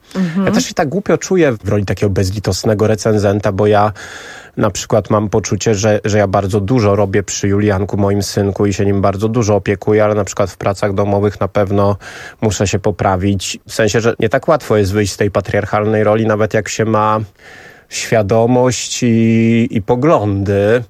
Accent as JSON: {"language": "Polish", "country": "Sweden", "second_language": "Polish", "moved": "yes", "lives_now": "Poland", "said": "Ja jestem Szwedem, jestem rodowitym Szwedem. Mieszkam w Polsce od niedawna, pewnie słychać akcent, przepraszam."}